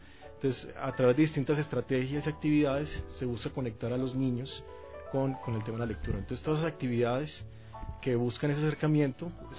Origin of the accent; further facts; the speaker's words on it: Colombia; moved away as an adult; now in Ecuador; mi acento me delata un poco, soy colombiano, pero ya, bueno, adoptado acá, bueno, hijo adoptivo de Ecuador. Ya llevo 10 años en el Ecuador, feliz de estar en este país.